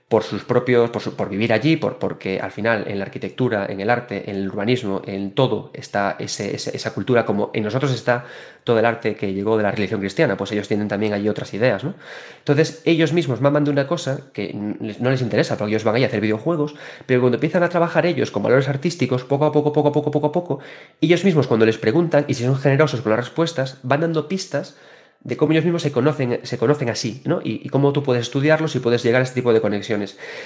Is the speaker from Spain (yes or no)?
yes; Galicia, Spain; como gallego, nosotros en Galicia tenemos una literatura propia